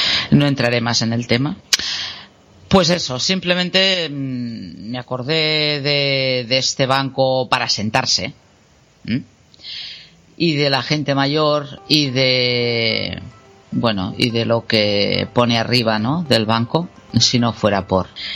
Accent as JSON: {"language": "Spanish", "town": "Barcelona", "region": "Catalonia", "country": "Spain", "tie": "born there", "said": "pues yo me encuentro situada en el Portal de la Selva. Hace unos años que vivo aquí, aunque nací en Barcelona y aunque tampoco me considere de Barcelona. De hecho, suena muy así, pero me considero ciudadana del mundo."}